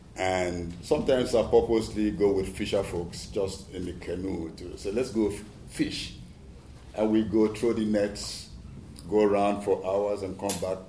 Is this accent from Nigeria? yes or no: yes; Nigeria; I'm from Nigeria, the cleanest country in the world, especially in the oil fields of Nigeria.